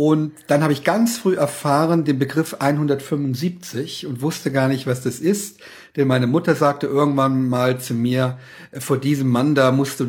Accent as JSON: {"language": "German", "region": "Saarland", "country": "Germany", "said": "Und ich stamme aus dem Saarland, bin mit Leib und Seele Saarländer"}